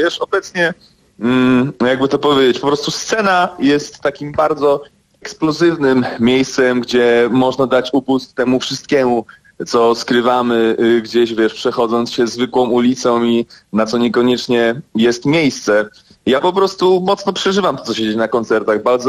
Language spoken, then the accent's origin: Polish; Sweden; now in Poland; Dorastałem w Szwecji, to prawie 10 lat, więc kawał życia